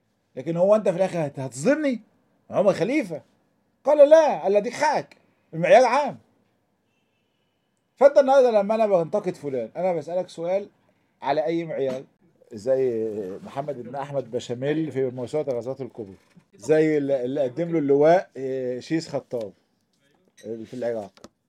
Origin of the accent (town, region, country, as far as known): Egypt